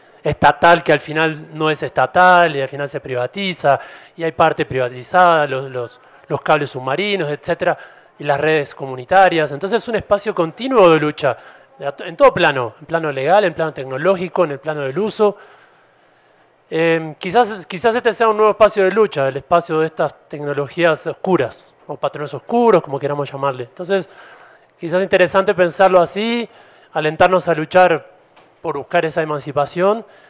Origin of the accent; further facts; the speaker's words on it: Uruguay; Yo vengo de Uruguay, estoy de visita